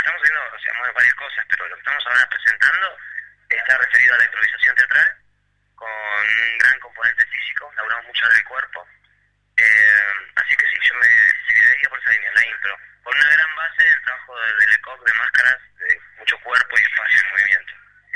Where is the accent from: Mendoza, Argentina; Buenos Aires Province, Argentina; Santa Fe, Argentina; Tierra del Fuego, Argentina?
Buenos Aires Province, Argentina; La Plata; Soy actor de La Plata